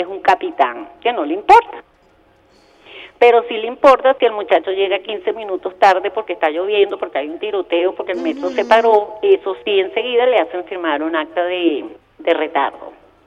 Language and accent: Spanish; Venezuela; yo también soy venezolana